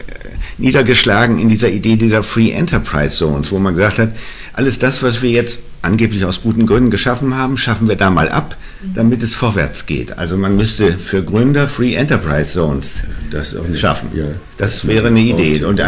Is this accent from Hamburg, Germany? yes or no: yes; Hamburg, Germany; Also ich bin in Hamburg aufgewachsen.